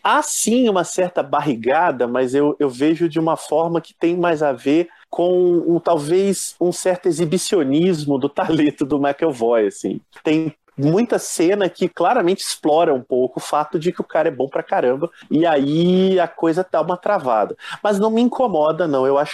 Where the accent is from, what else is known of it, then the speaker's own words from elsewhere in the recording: Minas Gerais, Brazil; Eu sou mineiro, né, gente? Eu fico em cima do muro e tal.